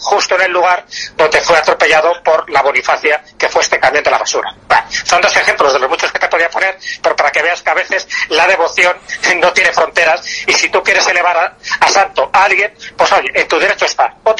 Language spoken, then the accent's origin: Spanish; León, Castile and León, Spain; en mi tierra, en León